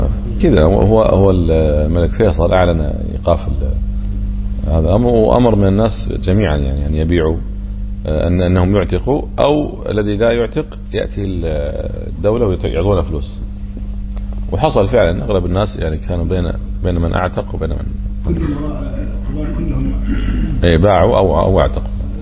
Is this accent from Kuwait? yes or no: yes; Kuwait; هم يكونه عندنا في الكويت تقريبا 10 دنانير